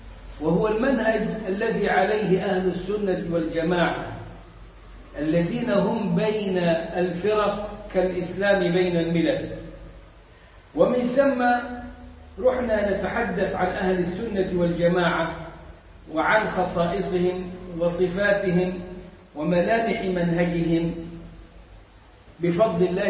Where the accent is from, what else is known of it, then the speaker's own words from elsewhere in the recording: Egypt; إحنا عندنا في مصر الخطبة والدرس